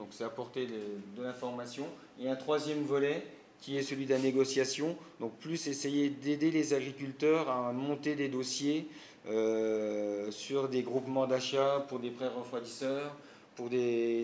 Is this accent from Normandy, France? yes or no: yes; Normandy, France; chez nous en Normandie